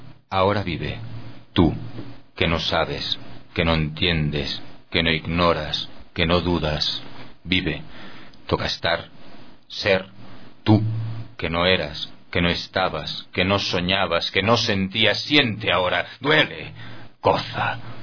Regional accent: Catalonia, Spain; born there; first language ca; Spanish is a second language; Yo soy catalán de nacimiento, de lengua materna

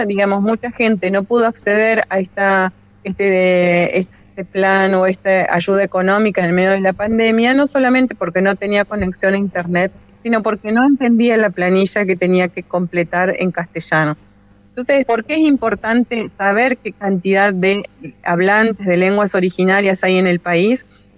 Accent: Los Toldos, Buenos Aires Province, Argentina; Nosotros somos de Los Toldos, en la provincia de Buenos Aires, y seguimos siendo mapuches a pesar de la gran distancia que hay entre ustedes y nosotros.

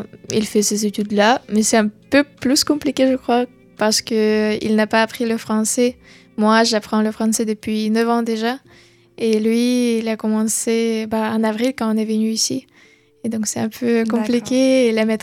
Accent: Ukraine; French is a second language; j'ai voulu terminer mes études en Ukraine et venir ici pour l'université parce que j'ai appris le français

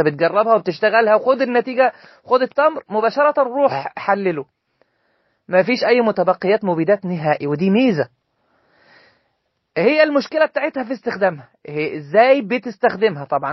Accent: Egypt; فاحنا بغض النظر عن ان انا مثلا مصري

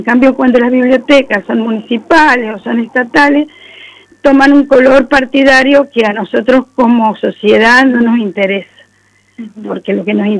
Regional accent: Argentina; como argentinos tenemos que nutrir cada vez más

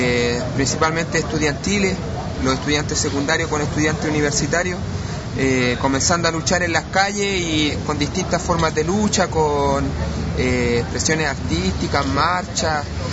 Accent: Chile; También rapeo solo como solista. Vengo de Chile, del pueblo de Chile.

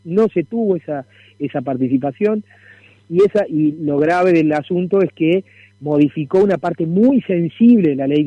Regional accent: Córdoba, Argentina; Córdoba forma parte de una nación, ¿no? Los cordobeses somos argentinos

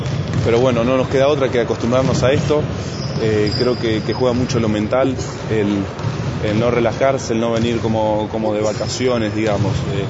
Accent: Argentina; creo que este año somos muchos argentinos los que estamos allá

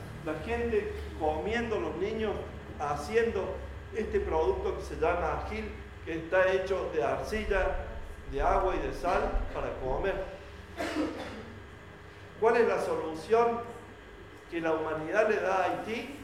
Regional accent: Argentina; cada uno de nosotros como argentinos tenemos anualmente más de 3.000 kilos.

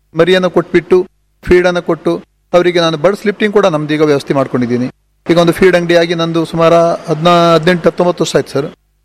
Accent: Karki, Karnataka, India; now in Manki, India; ಮೂಲತಃ ನಾನು ಮಾಡಿದ್ದು ಕರ್ಕಿಯಲ್ಲಿ, ಕರ್ಕಿ ಪಾವಿನ್ಕುರ ನನ್ನ ಮೂಲ ಅವರು. ಈಗ ನಾನು ಇರೋದು ಮಂಕಿ ಚಿತ್ತಾರ ಅಂತ ಸರಿ ಬಂದಿದ್ದು. ಇಲ್ಲಿ ಬಂದು 11-12 ವರ್ಷ ಆಯಿತು.

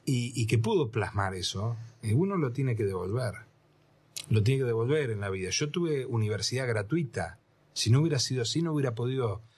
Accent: Tres Arroyos, Buenos Aires Province, Argentina; now in Bahía Blanca, Argentina; Terminé el secundario en Tres Arroyos, donde nací, donde... gran parte de mi familia también estaba allá. Ajá. Era una familia de Tres Arroyos que se radicó porque mi papá era el médico del pueblo.

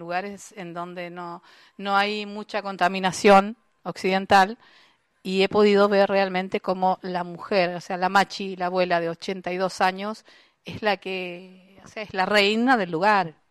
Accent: Santiago, Santiago Metropolitan, Chile; born there; por más que yo tengo sangre mapuche, mis abuelos, mis padres, pero también nací en Santiago de Chile. O sea que tengo el guarriache, guarria es ciudad, sí. Gente de la ciudad.

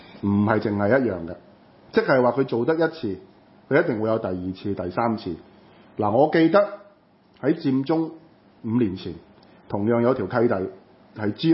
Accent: Hong Kong; 從來我們香港人是不會用的

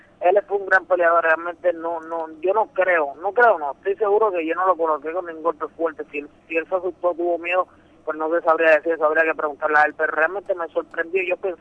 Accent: Juncos, Puerto Rico; also born or lived in Río Piedras; now in Caguas, Puerto Rico; yo soy de Puerto Rico entero. Es como algo loco, te voy a explicar. Yo nací en Río Piedras, me crié en un pueblo que se llama Juncos, pero vivo en Caguas.

